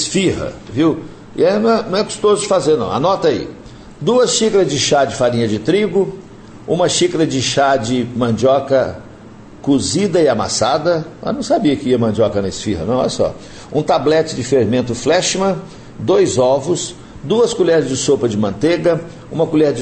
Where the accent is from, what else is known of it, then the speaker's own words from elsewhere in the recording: Minas Gerais, Brazil; E como ela é baiana e eu sou mineiro, lá em casa virou uma bagunça.